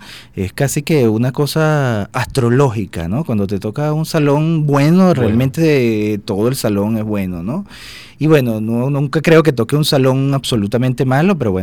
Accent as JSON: {"language": "Spanish", "town": "Puerto Cabello", "region": "Carabobo", "country": "Venezuela", "said": "Yo soy de Puerto Cabello y mi papá es de Caracas, era de Caracas, que en paz descanse, y siempre nos traía acá a Caracas"}